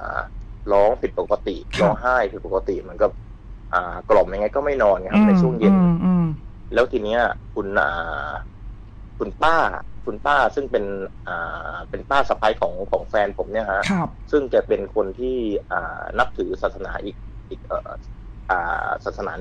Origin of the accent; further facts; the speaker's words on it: Central Thailand, Thailand; ผมเป็นคนภาคกลาง